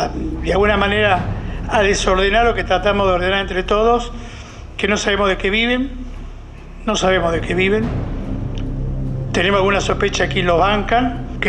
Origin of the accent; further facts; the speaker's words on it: Argentina; Nosotros somos argentinos, tenemos una ley y estamos ajustados a derecho.